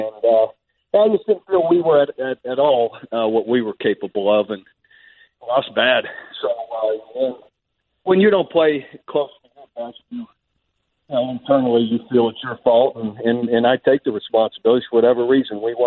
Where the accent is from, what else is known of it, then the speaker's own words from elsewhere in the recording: Cincinnati, Ohio, United States; In fact, I tell a story in the book how I hitchhiked back in Ohio, where I was from Cincinnati to Cleveland